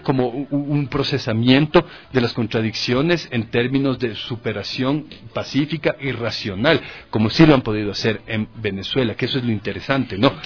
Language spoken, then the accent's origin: Spanish; Quito, Pichincha, Ecuador; como gente que estábamos creciendo, como quiteños, como ecuatorianos, que estábamos creciendo en la década de los 90s